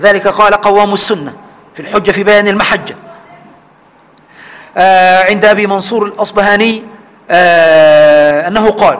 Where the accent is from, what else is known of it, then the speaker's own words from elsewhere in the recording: Egypt; في بلدنا مصر